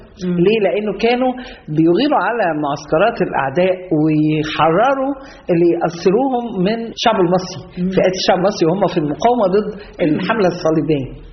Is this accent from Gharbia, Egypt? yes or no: yes; Tanta, Gharbia, Egypt; أنا بعتز جدا جدا بإني ابنة هذه المحافظة، محافظة الغربية، وإني أنا اتولدت في طنطا وتربيت في طنطا